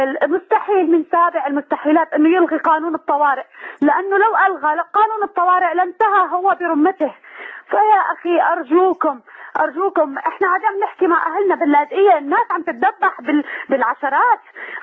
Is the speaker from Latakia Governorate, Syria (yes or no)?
yes; Latakia, Latakia Governorate, Syria; now in Saudi Arabia; من اللاذقية يا أخي.